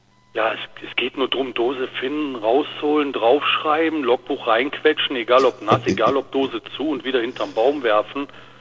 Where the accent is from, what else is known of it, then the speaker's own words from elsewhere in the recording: North Rhine-Westphalia, Germany; Wir haben hier direkt einen Kreis Aachen, wo ich herkomme, und angrenzend direkt den Kreis Düren.